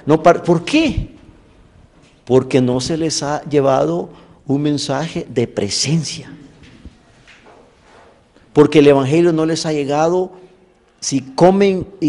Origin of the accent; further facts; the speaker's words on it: El Salvador; Como salvadoreño tengo que hablar de eso.